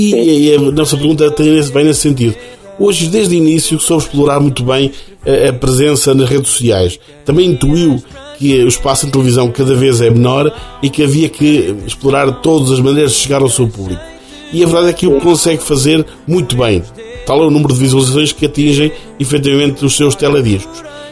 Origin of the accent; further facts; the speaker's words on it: Beira, Portugal; nós também queremos puxar a brasa na sardinha, não é? Como beirões.